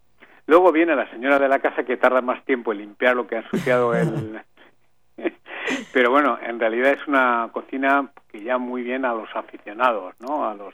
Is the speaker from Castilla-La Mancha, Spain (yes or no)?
yes; Cuenca, Castilla-La Mancha, Spain; now in Paris, France; Y yo soy evidentemente español, de una ciudad que se llama Cuenca, al lado de Valencia, entre Valencia y Madrid, y decidí venir a París